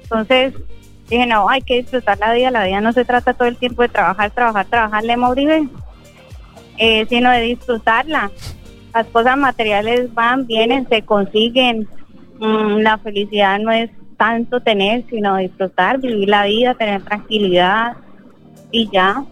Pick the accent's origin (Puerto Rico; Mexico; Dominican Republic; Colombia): Colombia; Cúcuta, Norte de Santander; moved away as an adult; now in Valencia, Spain; soy de Cúcuta, Colombia.